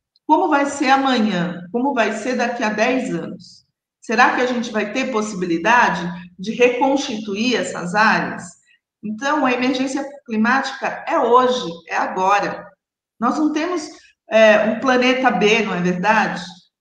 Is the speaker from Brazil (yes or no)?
yes; São Paulo, Brazil; Eu sou paulistana, nasci aqui, fui criada aqui, então assim, eu conheço bem a nossa cidade, conheço vários bairros